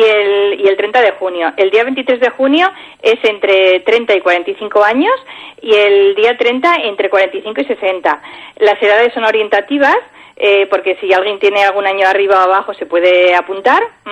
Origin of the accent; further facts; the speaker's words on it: Pamplona, Navarre, Spain; bueno, yo soy de Pamplona, ¿vale? Por nuestra mentalidad pues igual nos choca un poco el acudir a este tipo de encuentros.